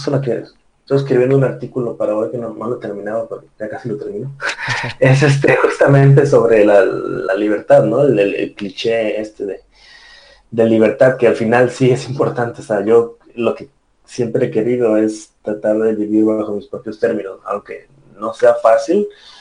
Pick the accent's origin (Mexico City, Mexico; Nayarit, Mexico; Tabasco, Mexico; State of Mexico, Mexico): Tabasco, Mexico; born there; also born or lived in Puebla; nací en Tabasco y luego yo estudié en la ciudad de Puebla, que es increíble, y estaba viajando por varias partes, por Cancún, muchas partes de México